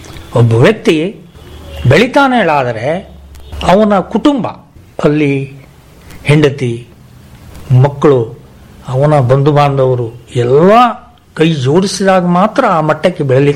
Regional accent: Minchikeri, Karnataka, India; ನಮ್ಮ ಊರು ಮಿಂಚಿಕೇರಿ ಕುಂಬರಿಗುಡ್ಡಿ

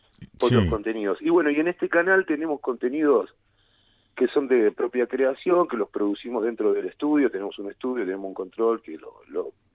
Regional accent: Córdoba, Argentina; moved away as an adult; now in La Plata, Argentina; casi tan cordobés como platense, ¿no? Yo nací en La Bulalle.

